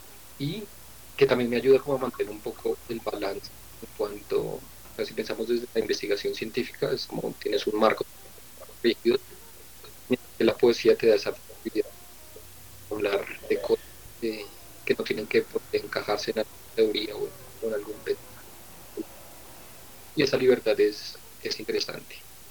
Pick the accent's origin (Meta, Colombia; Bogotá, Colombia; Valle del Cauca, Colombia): Bogotá, Colombia; Básicamente puedo decir que soy de Bogotá. Resido aquí en Bogotá.